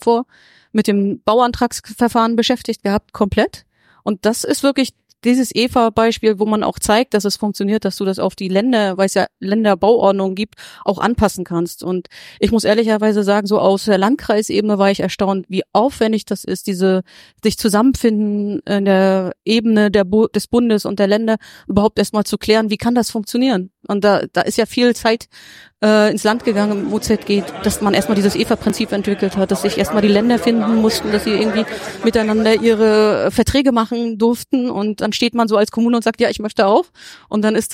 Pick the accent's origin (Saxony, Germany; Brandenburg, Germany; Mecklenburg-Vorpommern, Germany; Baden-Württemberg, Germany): Mecklenburg-Vorpommern, Germany; ich komme aus Nordwestmecklenburg